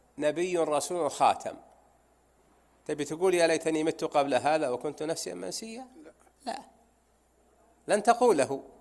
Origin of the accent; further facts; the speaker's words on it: Najd, Saudi Arabia; عندنا في نجد في المرزم، فإذا ظهر المرزم فملى المحزم، ولا لا يا أخواني؟